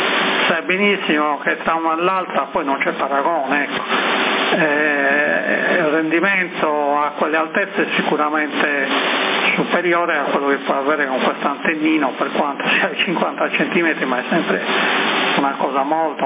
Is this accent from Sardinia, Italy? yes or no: yes; Sassari, Sardinia, Italy; born there; io ci sono nato, arrivato a Viale Trieste, dietro quella che c'era l'edicola praticamente